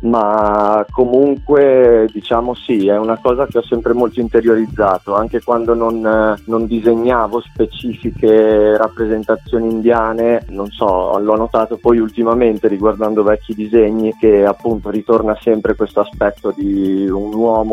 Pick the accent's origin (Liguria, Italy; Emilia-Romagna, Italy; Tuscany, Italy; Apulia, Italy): Emilia-Romagna, Italy; Bologna; Io sono di Bologna e qua a Bologna sono partito come disegnatore